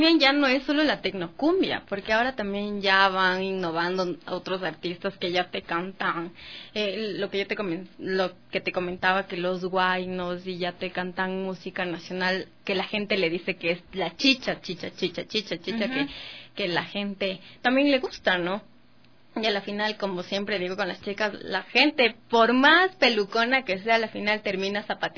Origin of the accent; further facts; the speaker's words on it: Latacunga, Cotopaxi, Ecuador; Somos unos difíciles los de la Tacunga.